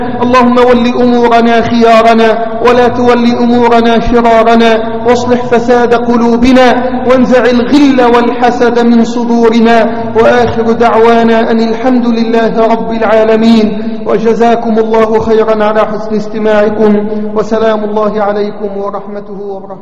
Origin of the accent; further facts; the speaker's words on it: Egypt; اللهم احفظ بلدنا مصر من كل سوء وسائر بلاد الإسلام.